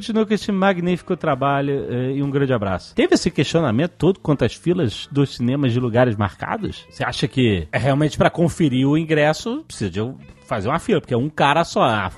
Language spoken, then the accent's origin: Portuguese; São Paulo, Brazil; Como bom paulistano da gema que sou, venho aqui para defender